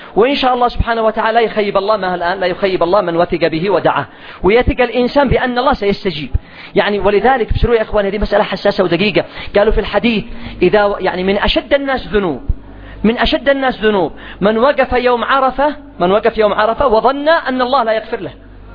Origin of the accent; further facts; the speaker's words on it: Yemen; اليوم الجرام الواحد عندنا في اليمن كم؟